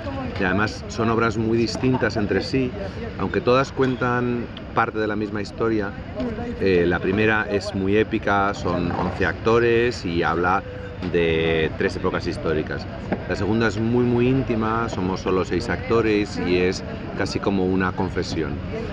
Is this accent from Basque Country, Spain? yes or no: yes; Basque Country, Spain; porque yo soy vasco y tiene todas las claves vascas